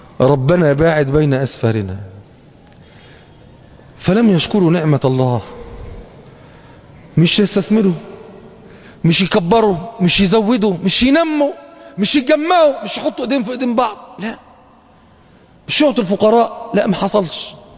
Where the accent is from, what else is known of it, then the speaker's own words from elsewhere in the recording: Egypt; ما مرتش بالذات عندنا في مصر بمثل هذه الاثار